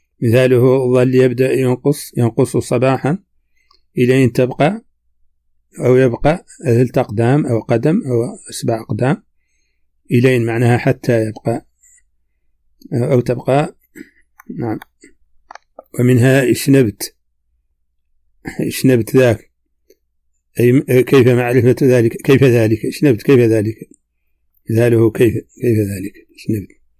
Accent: Mauritania; accent: Hassaniya

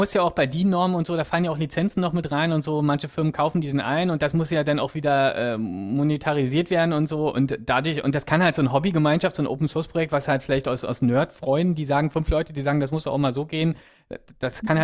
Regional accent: Berlin, Germany; also Berlin ist meine Heimatstadt, deswegen höre ich immer noch Berliner Radio sehr viel

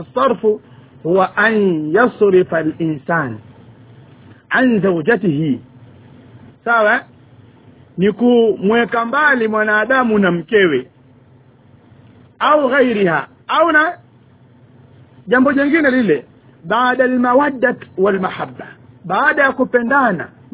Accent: Tanga, Tanga Region, Tanzania; kule kwetu kule Tanga kule itwa limbwata hiyo.

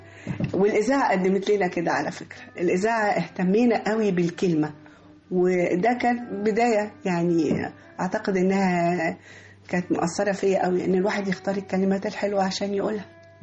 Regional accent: Egypt; لان احنا كلنا ولاد مصر

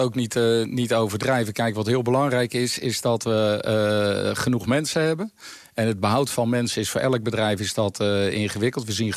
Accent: Netherlands; En daar zijn we eigenlijk als Nederlanders ook heel erg goed in.

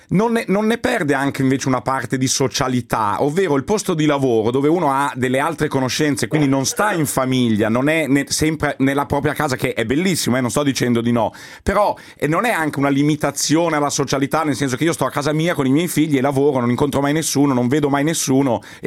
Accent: Milan, Lombardy, Italy; sarà che sono di Milano

